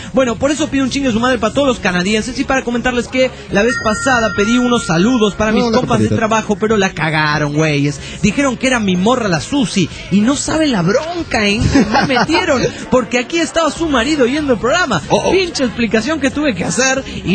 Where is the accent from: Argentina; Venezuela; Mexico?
Mexico; Guerrero Negro, Baja California Sur; de Guerrero Negro, Baja California, sur de México.